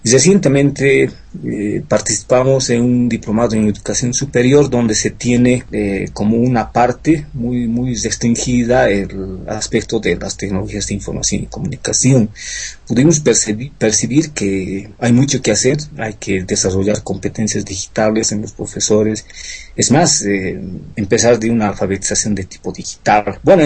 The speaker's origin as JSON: {"language": "Spanish", "country": "Bolivia", "said": "En mi país, en Bolivia, lamentablemente estamos muy rezagados"}